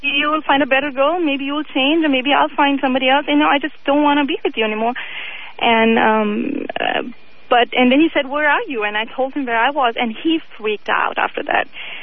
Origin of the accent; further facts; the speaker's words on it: India; I'm from India, and my ex-husband was from India.